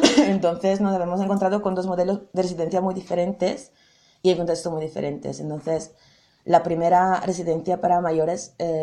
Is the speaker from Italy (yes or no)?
yes; Italy; Spanish is a second language; now in Berlin, Germany; de mi raíz, o sea, vengo de Italia y de Sud Europa y es muy diferente